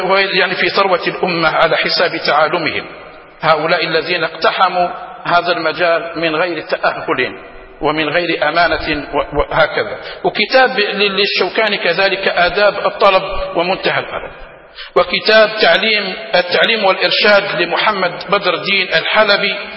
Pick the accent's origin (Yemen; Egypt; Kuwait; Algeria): Algeria; حتى عندنا في الجزائر لما يقول يتمعلم